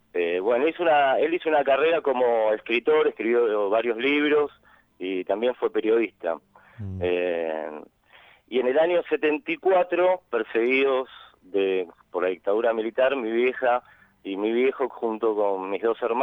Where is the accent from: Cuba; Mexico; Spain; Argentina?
Argentina; San Justo, Buenos Aires Province; born there; yo nací en el 76 en La Matanza, sí, en San Justo. Mi viejo, él fue militante, se llama